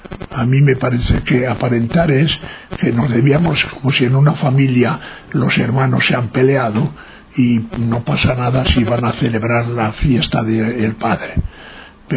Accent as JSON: {"language": "Spanish", "country": "Spain", "moved": "as an adult", "lives_now": "Ecuador", "said": "cuando vine de España, en vez de venir directamente a Ecuador, me había comprometido para hacer un trabajo de sociología en Mato Grosso y demás."}